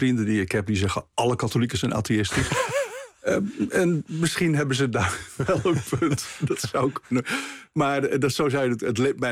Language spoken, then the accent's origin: Dutch; Amsterdam, North Holland, Netherlands; born there; Ja, ik ben keurig in Amsterdam. Ik ben geboren in Amsterdam. In een katholieke familie. Niet uitgesproken vroom.